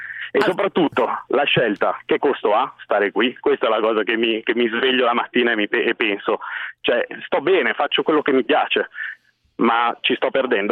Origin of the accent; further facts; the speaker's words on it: Milan, Lombardy, Italy; io sono milanese di Milano e sono un tecnologo alimentare, cresciuto qui in seno a questa città.